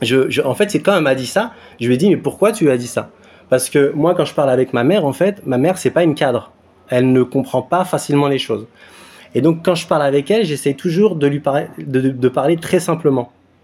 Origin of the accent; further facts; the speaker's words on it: Syria; mon pays d'origine, mon pays natal. Et donc, il n'y a aucune interdiction pour la Syrie.